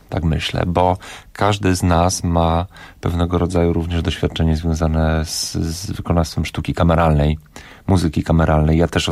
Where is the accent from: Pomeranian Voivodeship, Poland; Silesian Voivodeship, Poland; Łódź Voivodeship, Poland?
Silesian Voivodeship, Poland; Katowice; To jest rodzina z Katowic. Ja też z Katowic pochodzę